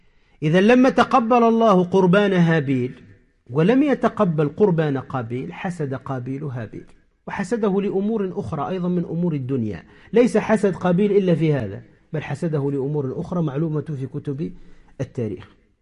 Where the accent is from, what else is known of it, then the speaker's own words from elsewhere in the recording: Tunisia; كما يقال عندنا في تونس فرفوط أو فرطوط خفيف